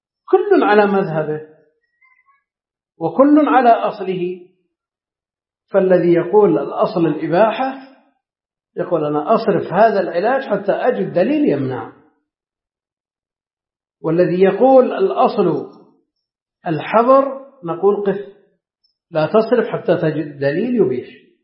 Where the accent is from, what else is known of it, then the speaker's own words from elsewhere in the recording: Najd, Saudi Arabia; هي معروفة عندنا في نجد باسم السقنقور